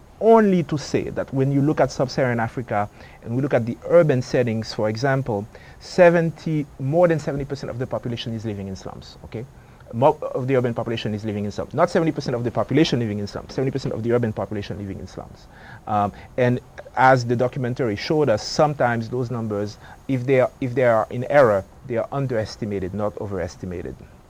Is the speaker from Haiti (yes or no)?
yes; Haiti; now in United States; I was born and raised in Haiti. I've been in the U.S. for a long time.